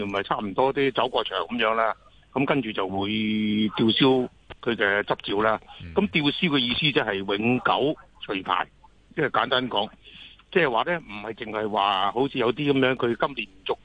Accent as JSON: {"language": "Cantonese", "country": "Hong Kong", "said": "我哋香港人咧，就系、是、好似系即系依家关心，即系关注到呢件事，因为同我香港有关啦。"}